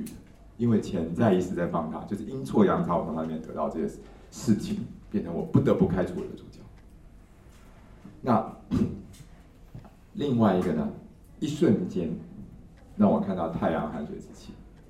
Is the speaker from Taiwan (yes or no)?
yes; Taiwan; 我们台湾人是觉得谁受害就是谁是优胜者